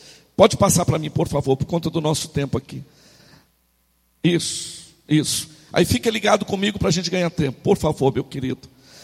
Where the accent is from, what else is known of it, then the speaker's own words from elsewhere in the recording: Santarém, Pará, Brazil; eu sou natural de Santarém, para os que não me conhecem, eu tenho 24 anos que eu caminho na minha fé, nasci em uma célula, há 24 anos atrás, em uma das nossas células